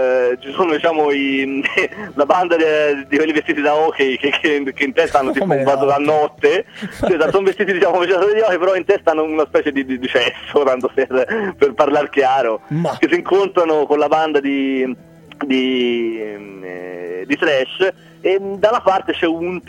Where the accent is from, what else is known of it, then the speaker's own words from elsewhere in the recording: Prato, Tuscany, Italy; No, noi siamo di Prato.